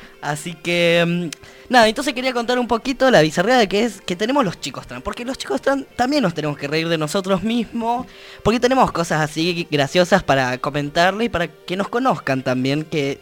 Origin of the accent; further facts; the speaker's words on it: Neuquén, Argentina; soy neuquino, vengo de Neuquén, pueblo.